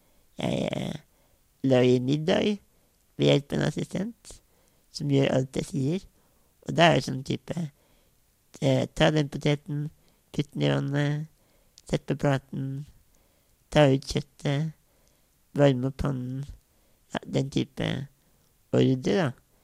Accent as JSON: {"language": "Norwegian", "region": "Innlandet", "country": "Norway", "said": "Jeg er politiker og fra Valdres i Oppland. Jeg er bondesønn."}